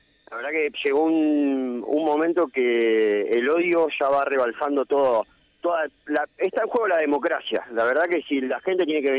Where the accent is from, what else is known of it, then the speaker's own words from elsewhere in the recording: La Matanza, Buenos Aires Province, Argentina; Nosotros somos de La Matanza.